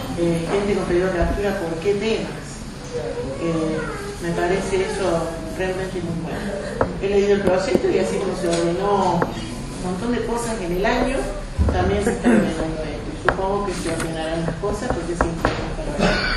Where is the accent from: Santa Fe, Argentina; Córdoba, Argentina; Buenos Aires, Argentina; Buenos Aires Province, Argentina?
Córdoba, Argentina; Capilla del Monte; Soy de Capilla del Monte desde toda la vida. Elegí quedarme acá.